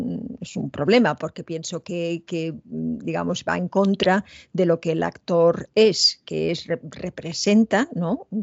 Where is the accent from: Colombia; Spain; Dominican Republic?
Spain; que tampoco soy la española que todo el mundo piensa, ¿no?